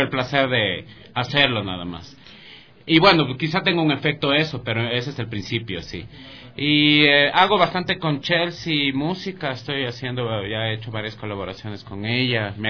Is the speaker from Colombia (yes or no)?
no; Pichincha, Ecuador; por la situación de cómo me crié en el Valle, yo comencé a hacer música en el Valle con mis panas